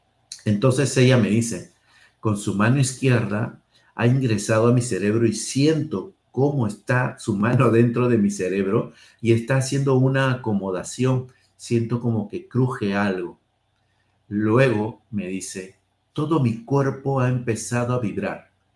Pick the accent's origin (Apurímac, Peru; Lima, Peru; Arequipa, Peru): Lima, Peru; born there; mi papá de la zona de la selva, mi papá de la zona andina, yo nací aquí en Lima, mis hermanos nacieron en Lima